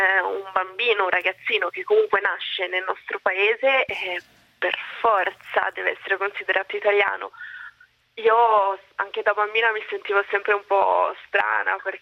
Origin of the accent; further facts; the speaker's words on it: Padua, Veneto, Italy; io sono nata e cresciuta a Padova e mi considero italiana al 100%